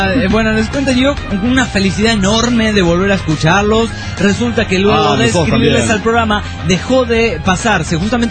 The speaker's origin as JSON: {"language": "Spanish", "country": "Uruguay", "said": "Yo como uruguayo, yo con la sangre charrúa que corre en mis venas, no querría entrar a un mundial de fútbol de esta manera."}